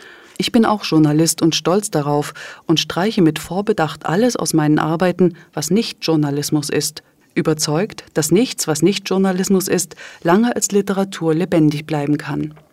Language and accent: German; Dresden, Saxony, Germany; ich komme aus dem ehemaligen DDR-Gebiet, bin in Dresden aufgewachsen